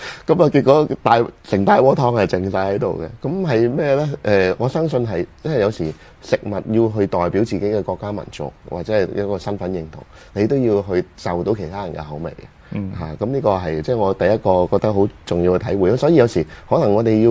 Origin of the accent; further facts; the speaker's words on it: China; 即係會覺得我一個中國人咧，會係對麻婆豆腐係應該有一定嘅認識嘅